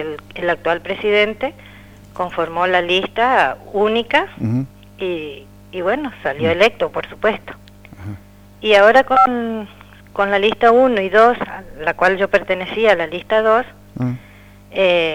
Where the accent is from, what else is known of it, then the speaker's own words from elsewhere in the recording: Argentina; Y como ciudadana argentina siempre me siento identificada.